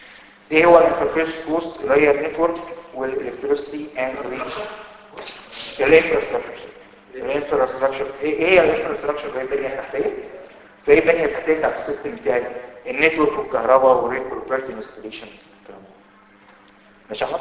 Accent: Egypt; طبعا احنا عندنا في مصر ما بتشتريش سوفت وير

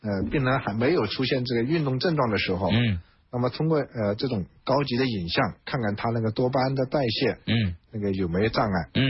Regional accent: China; 那我们中国人口众多，目前也慢慢进入老年化社会了

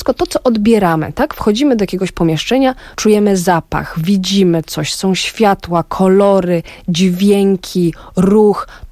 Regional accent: Nicosia, Cyprus; Pierwsze parę lat spędziłam w stolicy, więc tam dość tak, no, typowo śródziemnomorsko.

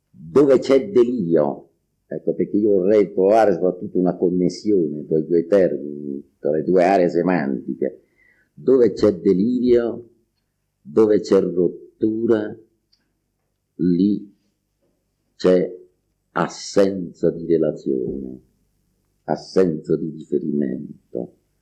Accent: Campania, Italy; e io che sono campano, ho vissuto tutte le esperienze del culturismo campano

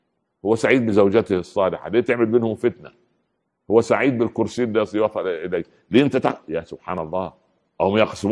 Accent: Upper Egypt, Egypt; يعني مثل عمي عندنا في الصعيد يقولوا ايه

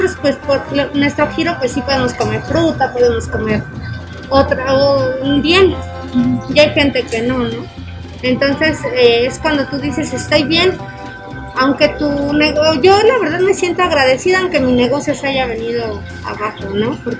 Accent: Mexico; creo que es parte de como mexicanos entender la situación

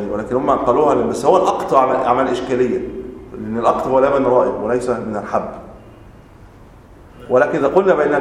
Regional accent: Egypt; ممكن عندنا في مصر التمر هو ليس بغالب اللي عندنا الرز مثلا

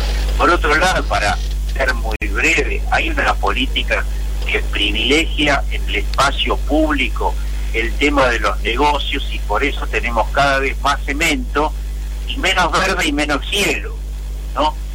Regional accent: Buenos Aires, Argentina; el 80% somos porteños

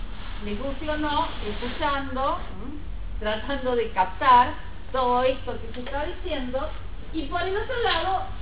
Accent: Argentina; Y cuando digo con nosotros como argentinos.

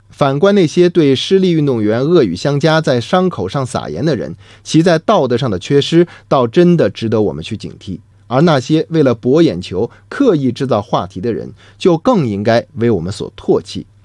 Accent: China; 作为中国人，我们理所当然的为中国健儿的胜利欢呼骄傲

